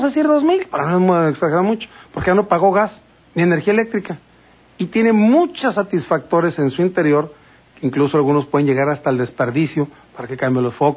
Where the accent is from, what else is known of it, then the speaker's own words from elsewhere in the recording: Mexico; Falta esa educación hacia nosotros, cada uno como mexicano, para comprender qué escuchamos.